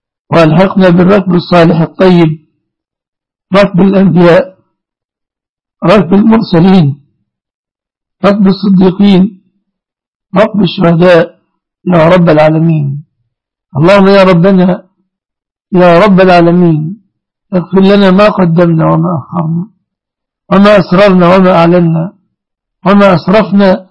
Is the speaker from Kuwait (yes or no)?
no; Egypt; اللهم احفظ بلادنا مصر وبلاد المسلمين آمنة ومطمئنة من كل مكروه